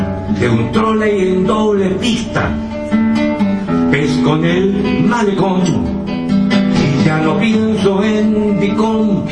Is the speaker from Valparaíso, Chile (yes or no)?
yes; Valparaíso, Chile; Y aunque soy de Valparaíso